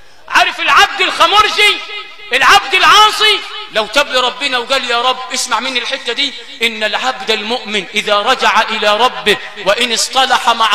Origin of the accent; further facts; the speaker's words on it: Sharqia Governorate, Egypt; في مثل عندنا في الشرقية بيقول لك